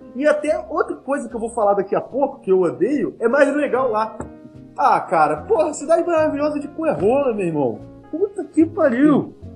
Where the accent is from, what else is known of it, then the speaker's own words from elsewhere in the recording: Vitória, Espírito Santo, Brazil; born there; Vitória, onde eu nasci, Vila Velha, e assim, eu falo, Vassouras é minha cidade de coração.